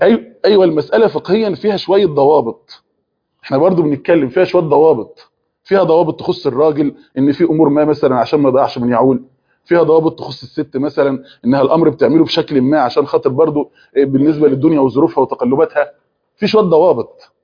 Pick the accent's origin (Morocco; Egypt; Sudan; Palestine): Egypt; اللي هو زي احنا عندنا في مصر بنسمي المواعين